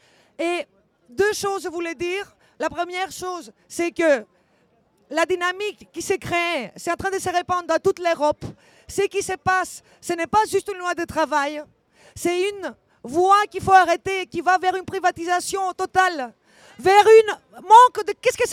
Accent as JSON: {"language": "French", "town": "Thessaloniki", "region": "Central Macedonia", "country": "Greece", "second_language": "French", "said": "je viens de Thessalonique, Grèce."}